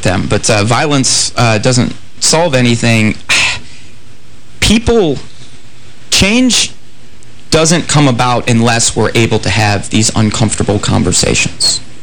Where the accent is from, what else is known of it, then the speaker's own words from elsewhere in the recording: New York, United States; No, I mean, you see it in growing up in New York, as I did.